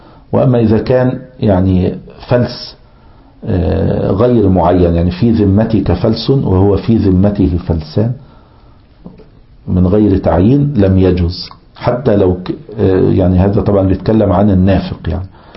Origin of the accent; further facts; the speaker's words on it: Egypt; كان مثلا عندنا في مصر وكذا كل شوية فئات العملة